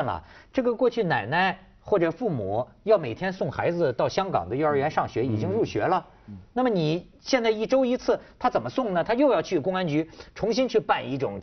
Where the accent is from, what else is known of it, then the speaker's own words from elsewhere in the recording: Hebei, China; 全是我们河北人的天下。